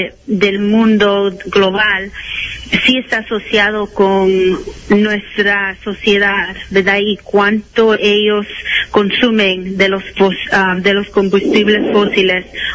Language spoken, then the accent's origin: Spanish; Chicago, Illinois, United States; now in Washington, United States; Yo me crié en Chicago en una comunidad, ¿verdad?, muy bella, pero también con bastante contaminación porque es una comunidad mexicana inmigrante